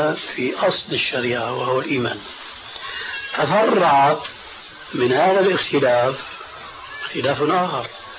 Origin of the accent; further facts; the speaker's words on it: Syria; كما يقولون عندنا في سوريا هات إيدك وامشي